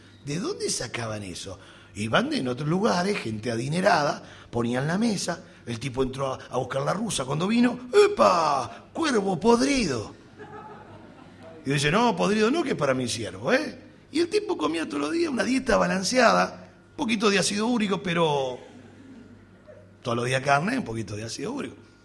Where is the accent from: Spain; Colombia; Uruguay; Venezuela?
Uruguay; como uruguayo que soy y racionalista que somos, somos pensadores.